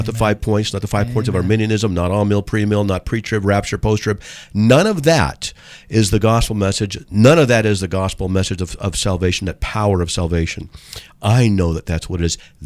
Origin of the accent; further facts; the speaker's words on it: San Diego, California, United States; some of the people in there are from my hometown in San Diego.